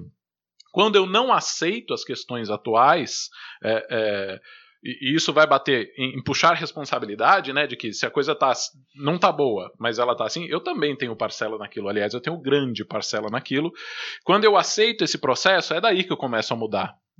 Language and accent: Portuguese; São José dos Campos, São Paulo, Brazil; Vocês que não são de São José estão ouvindo eu falar torto, né? Porque nós somos de São José dos Campos